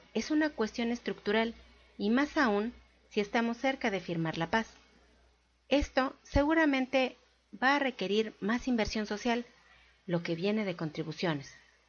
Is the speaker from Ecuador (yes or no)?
no; Colombia; now in Mexico; yo salí de Colombia en el 2002 y llegué en el 2011